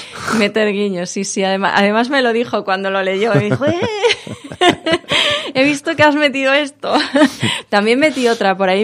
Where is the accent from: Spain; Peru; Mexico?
Spain; Extremadura; also born or lived in Seville; now in Madrid, Spain; yo nací en Sevilla, pero bueno, nací en Sevilla, ahora vivo aquí en Madrid, me siento un poquito también de esos lugares, pero sobre todo extremeña, que es donde he pasado casi toda mi vida.